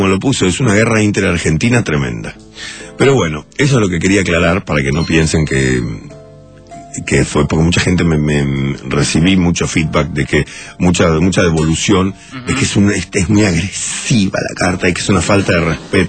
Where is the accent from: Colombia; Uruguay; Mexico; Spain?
Uruguay; now in Argentina; mucha gente me dice, sos uruguayo, ¿por qué no te volvés a tu país? No pienso volverme a mi país, y además, mi padre era argentino